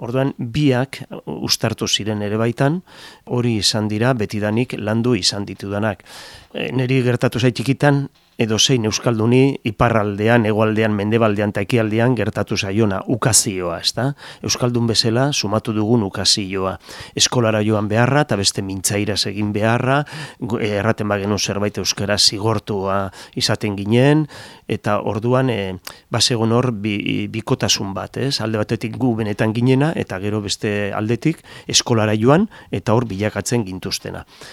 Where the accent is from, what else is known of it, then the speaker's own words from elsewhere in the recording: Lezo, Basque Country, Spain; nire herrian Lezon eta hola